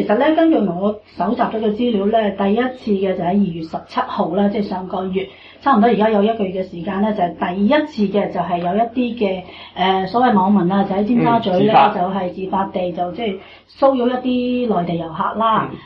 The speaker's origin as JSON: {"language": "Cantonese", "country": "Australia", "said": "我哋澳洲人咧都系觉得好苦恼嘅"}